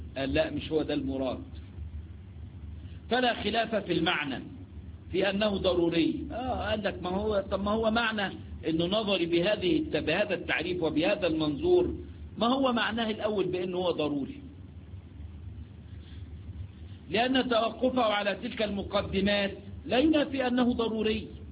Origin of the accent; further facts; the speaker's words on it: Egypt; جماعة اللي هم اللي احنا عندنا في مصر بنسميهم يعني على الله